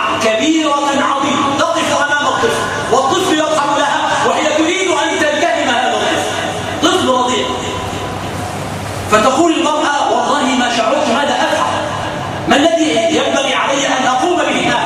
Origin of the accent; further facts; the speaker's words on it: Egypt; اللهم يا ربنا اجعل بلدنا مصر بلدا أمنا أمانا سلما سلاما سخاء رخاء وسائر بلاد المسلمين.